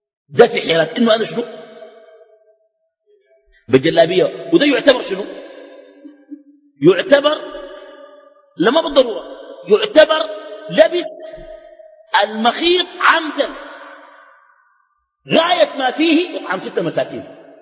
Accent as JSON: {"language": "Arabic", "country": "Sudan", "said": "عندنا في السودان"}